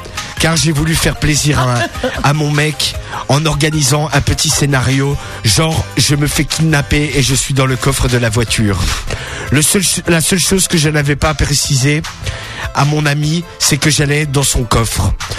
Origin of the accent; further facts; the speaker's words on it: Reims, Grand Est, France; Je suis de Reims et je suis ici pour parler de mon addiction.